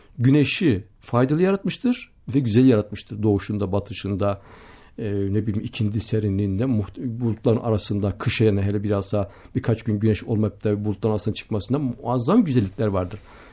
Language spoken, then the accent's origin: Turkish; Gaziantep, Turkey; Köyümde Gaziantep'te memleketim.